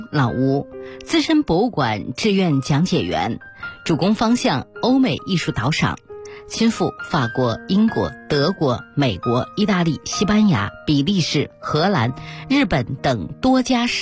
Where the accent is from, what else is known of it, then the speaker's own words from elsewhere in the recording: China; 那么陶瓷艺术呢，我们中国人是很熟悉的啊